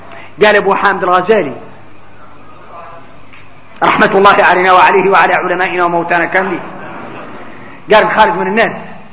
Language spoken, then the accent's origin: Arabic; Mauritania; نحن موريتاني